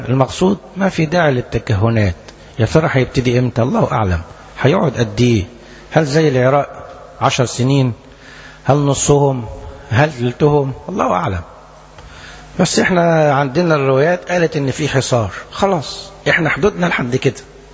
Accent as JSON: {"language": "Arabic", "country": "Egypt", "said": "انا اتكلم عن بلدنا مصر"}